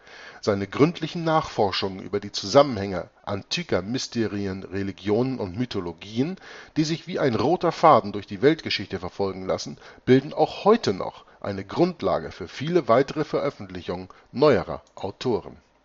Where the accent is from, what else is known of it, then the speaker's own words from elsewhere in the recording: Hamburg, Germany; born there; Deutsch ist zwar meine Muttersprache. Ich bin geboren in Hamburg und bin geborener Deutscher.